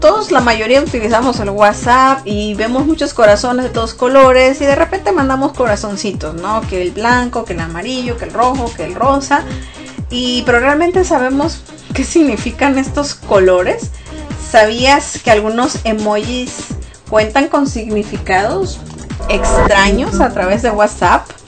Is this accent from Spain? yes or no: no; Sonora, Mexico; De hecho, pues yo soy de Sonora y en Sonora pues ponen también los, le llamamos los cohetes